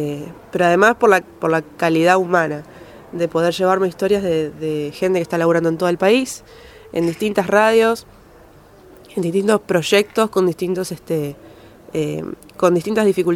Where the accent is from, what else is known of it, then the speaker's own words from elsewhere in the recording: Santa Fe, Argentina; vengo de Santa Fe, de FM Chalet.